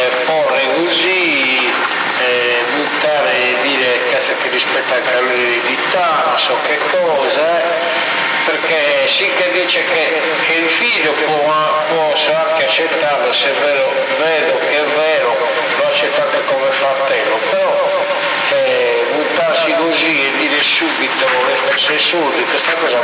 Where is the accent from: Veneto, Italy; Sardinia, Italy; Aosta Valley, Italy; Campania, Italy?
Campania, Italy; Naples; Allora io napoletano certe cose li paragono agli americani perché fanno tutte le cose in grande